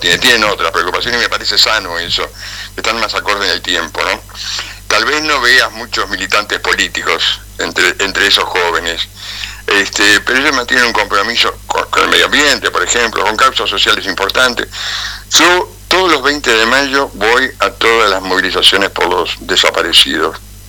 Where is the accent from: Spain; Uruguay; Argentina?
Uruguay; Montevideo; moved away as an adult; also born or lived in Canelones; yo soy montevideano, ¿no? En realidad nací en Montevideo, después viví en Canelones, pero estuve siempre, hasta que me vine acá cuando tenía 28 años, mi mundo era Montevideo.